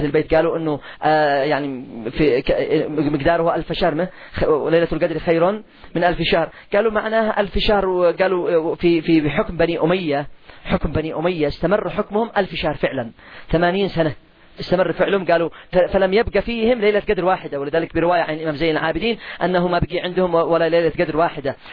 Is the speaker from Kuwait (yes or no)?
no; Yemen; لا تقل اليوم على سعر الدقيق والقمح عندنا في اليمن ما تقلش عن 300 ريال